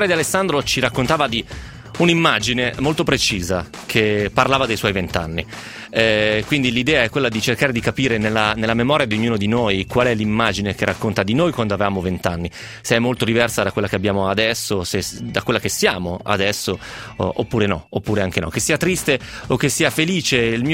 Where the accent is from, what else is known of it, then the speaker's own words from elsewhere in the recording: Piedmont, Italy; Dalle mie parti invece nel Novarese questa roba si usa praticamente sempre